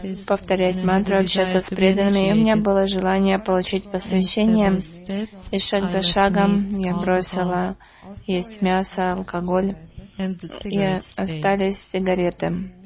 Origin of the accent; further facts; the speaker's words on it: Sarajevo, Bosnia & Herzegovina; я сама из Сараево